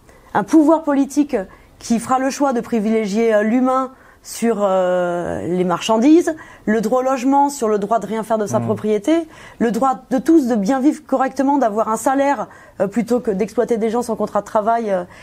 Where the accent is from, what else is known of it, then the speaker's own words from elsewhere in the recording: Toulouse, Occitanie, France; moved away as an adult; now in Paris, France; Je suis arrivée à Paris à la fin de mes études. Je suis diplômée de Sciences Po Toulouse. J'ai grandi à Toulouse. Et je suis arrivée sur Paris à la base pour un stage à la fin de mes études.